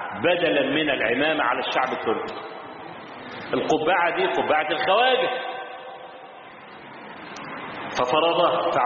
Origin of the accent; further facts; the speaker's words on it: Egypt; هو موجود عندنا في مصر لحد النهارده